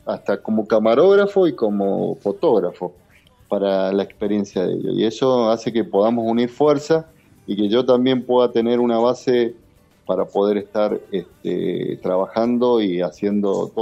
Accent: Argentina; la forma que nosotros podemos caminar como argentinos para traer un mañana mejor.

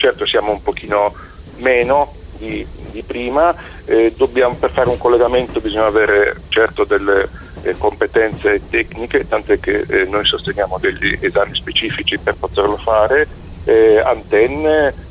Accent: Sardinia, Italy; Per andare da Genova alla Sardegna, peraltro anche la mia terra d'origine

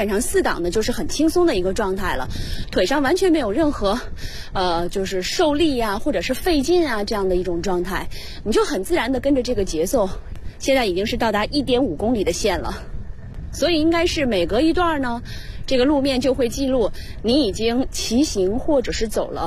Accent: China; 我们中国人有一个习惯就是靠右行驶

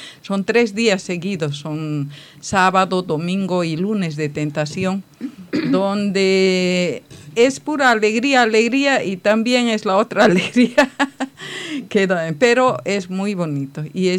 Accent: Bolivia; está reconocido el carnaval en mi país, porque hay una ciudad, Oruro

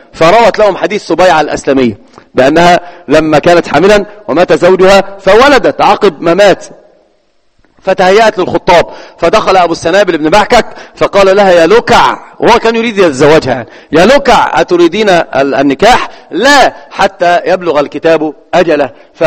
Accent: Egypt; والمثل عندنا في مصر يقول سل مجرب ولا تسأل إيش طبيب

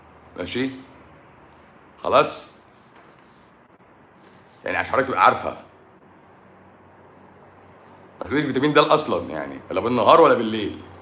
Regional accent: Egypt; لا ما انا مصري برضو، بس انا في مصر، انا مصري وطني بقى. انا مصري بحب تراب مصر.

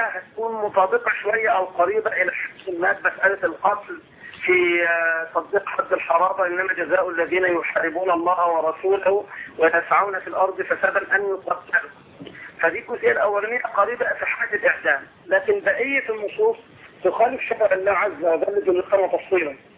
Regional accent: Egypt; يعني زي ما نقول احنا تعبيرنا كمصريين ماشي جنب الخير

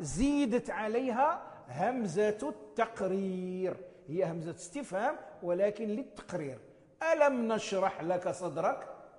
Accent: Morocco; نسميها نحن في عرفنا عندنا في المغرب نسميها لا ناهية

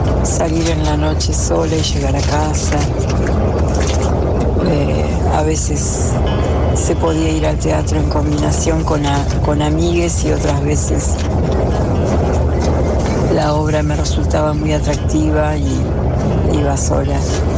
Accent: General Roca, Río Negro, Argentina; born there; also born or lived in Buenos Aires; mi papá es de la provincia de Buenos Aires, de Carué. Mi hermano y yo nacimos en Fisque Menuco. Cuando llegué a la comarca, venía de unos años en Buenos Aires estudiando teatro.

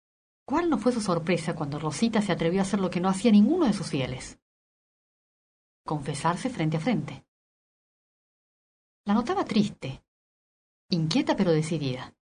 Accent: Córdoba, Argentina; De la provincia de Córdoba.

